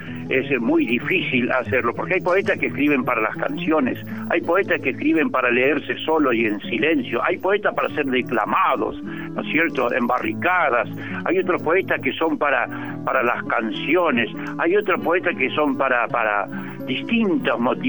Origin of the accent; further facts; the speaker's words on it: Chaco, Argentina; yo pude salir desde los montes del Chaco, ¿no? Mi canto vengo de los montes del Chaco, mi canto es la semilla.